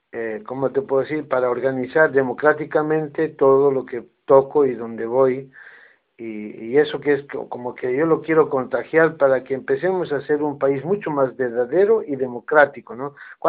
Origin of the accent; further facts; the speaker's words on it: Jujuy, Argentina; moved away as an adult; now in Buenos Aires, Argentina; cuando vine acá a mi país hace 20 años atrás, va, 30 años, porque 10 estuve en Jujuy, pues yo soy de Jujuy, nací en Jujuy, tengo familia en Jujuy